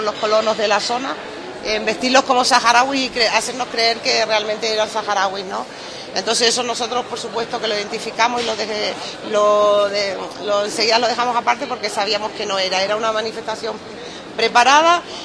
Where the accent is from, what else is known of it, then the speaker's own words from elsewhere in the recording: Spain; como ciudadanos españoles que embarcamos en un buque de bandera española